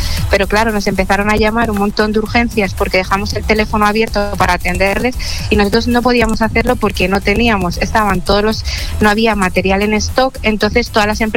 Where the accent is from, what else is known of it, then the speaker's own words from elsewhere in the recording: Madrid, Community of Madrid, Spain; Aluche, para mí el mejor barrio de Madrid. Cada uno supongo que su barrio será el mejor. Para mí Aluche, que soy de toda la vida de Aluche.